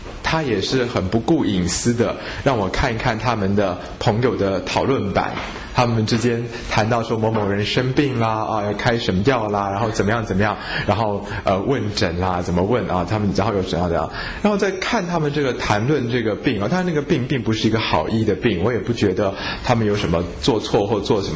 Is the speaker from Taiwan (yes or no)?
yes; Taiwan; 我们台湾人